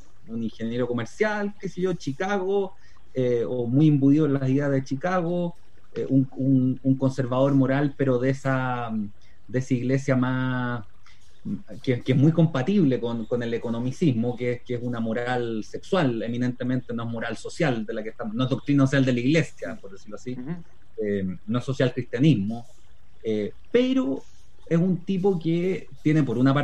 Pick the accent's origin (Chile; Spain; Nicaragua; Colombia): Chile; creo que las peculiaridades de la discusión chilena y cómo nos hemos desarraigado